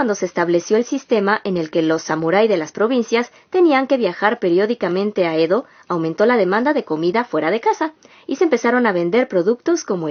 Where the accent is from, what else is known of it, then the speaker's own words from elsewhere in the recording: Mexico City, Mexico; now in Japan; En Japón, a diferencia de la Ciudad de México, de donde yo soy